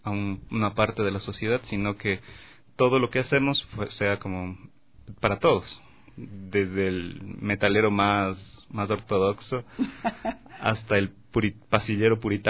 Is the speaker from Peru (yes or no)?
no; Ecuador; porque al final somos ecuatorianos y todo el sonido está ahí.